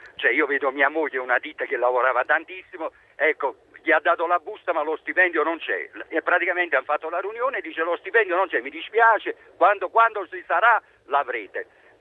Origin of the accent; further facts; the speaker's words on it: Naples, Campania, Italy; io sono napoletano, mi trovo per lavoro qui in provincia di Verona